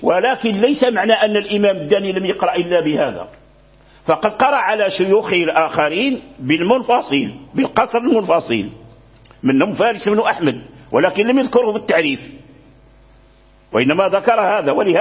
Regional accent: Morocco; لكن الذي جرى به العمل عندنا في المغرب

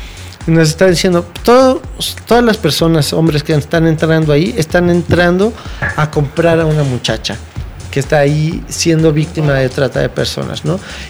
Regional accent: United States; Spanish is a second language; Yo soy una mujer americana, norteamericana, ¿qué voy a saber yo de lo que sufren ustedes?

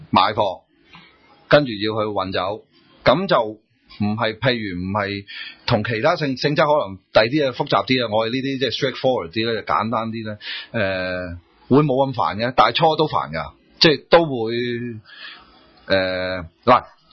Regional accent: Hong Kong; 我雖然我土生土長香港人啦

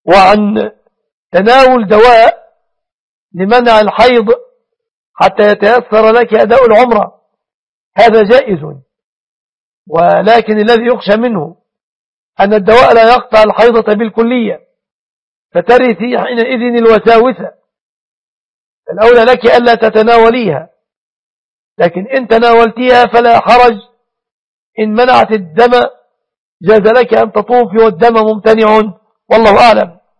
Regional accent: Egypt; بلادنا مصر وسوريا

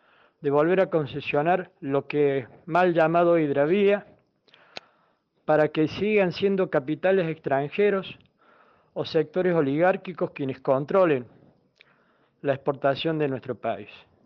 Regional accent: Argentina; son los mismos motivos que hoy nos toca enfrentar como pueblo argentino.

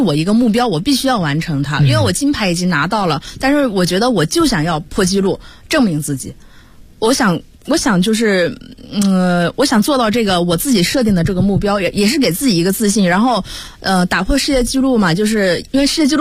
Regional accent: Hunan, China; 因为我是湖南人，

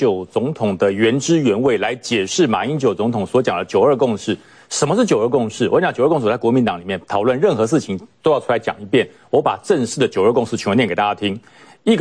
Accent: Taiwan; 那对于我们台湾人的自尊就是，我就是中华民国，我就是台湾。

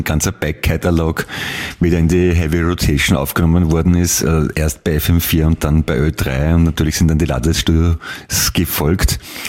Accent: Vienna, Austria; Nein, ist ein Schmäh, ich bin ein Wiener, weißt du? Wiener sind berühmt für den Schmäh

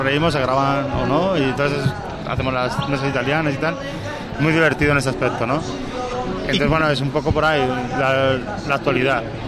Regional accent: Madrid, Community of Madrid, Spain; now in Majadahonda, Spain; yo soy de Carabanchel y yo vivo en Majada Onda

